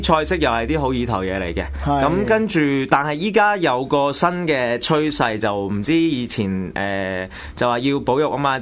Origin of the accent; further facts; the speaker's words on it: Hong Kong; 以我香港人啦，香港即係南中國啦，當中國人啦、華人啦